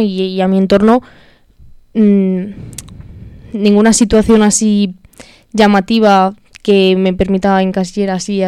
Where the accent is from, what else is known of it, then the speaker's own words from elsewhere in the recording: Madrid, Community of Madrid, Spain; Bueno, yo soy de Carabanchel Bajo, prácticamente de Usera, pero vamos, la zona al final no cambia tanto.